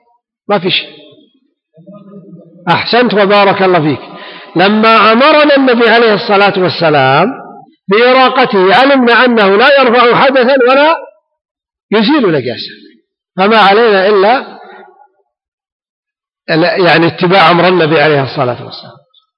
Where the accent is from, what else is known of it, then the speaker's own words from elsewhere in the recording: Ha'il, Ha'il Province, Saudi Arabia; ويسمى عندنا في حائل البس.